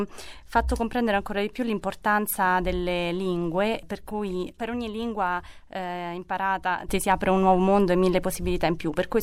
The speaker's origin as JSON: {"language": "Italian", "town": "Viterbo", "region": "Lazio", "country": "Italy", "moved": "as an adult", "lives_now": "Strasbourg, France", "said": "ho 33 anni, sono originaria di Viterbo. Ho lasciato l'Italia diverse volte, di quell'ultima nel 2013, per venire qui a Strasburgo a lavorare"}